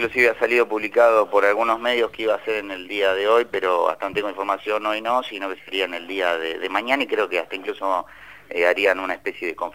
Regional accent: Lomas de Zamora, Buenos Aires Province, Argentina; de donde soy oriundo, de Loma de Zamora.

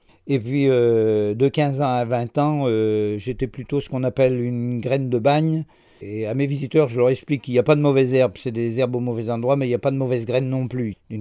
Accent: Pays de la Loire, France; born there; Je suis né en Brière en 1945.

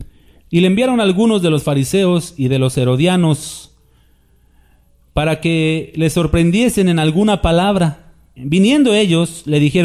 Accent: Mexico; Es un respeto al simbolismo de México, pues somos mexicanos, ¿no?

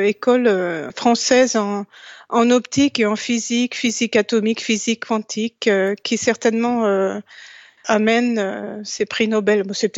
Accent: France; parce que je suis française et la découverte a été faite en France

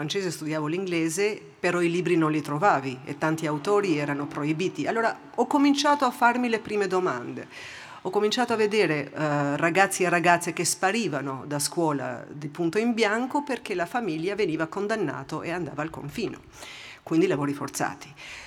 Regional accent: Albania; Italian is a second language; moved away as an adult; also born or lived in United States; now in Switzerland; Io praticamente ho passato 28 anni in Albania e sono adesso quasi 28 anni che ho vissuto fuori dall'Albania. Quindi sono albanese, ma sono svizzera, poi ho vissuto per 11 anni e mezzo negli Stati Uniti

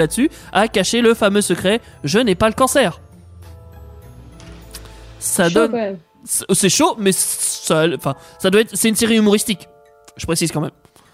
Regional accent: Quebec, Canada; C'est parce que je suis québécois, donc au Québec, on dit pas principaux, tu vois.

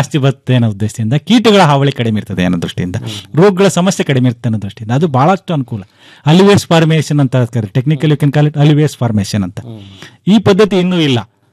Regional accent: Bellary, Karnataka, India; ನಾನು ಮೂಲತಃ ಉತ್ತರ ಕರ್ನಾಟಕದವ, ನಾನು ಬಳ್ಳಾರಿಯವ

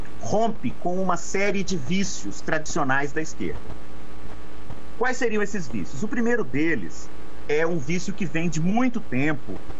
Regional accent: Belo Horizonte, Minas Gerais, Brazil; also born or lived in Uberaba; Eu sou de Belo Horizonte, Minas Gerais. Eu nasci em Uberaba, mas me mudei para Belo Horizonte muito pequenininho. Então, eu me considero belo-horizontino.

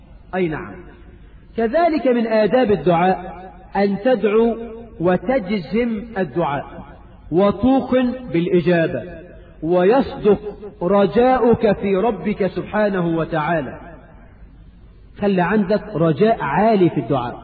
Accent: Egypt; وعندنا في مصر حاجات غريبة يا أخي

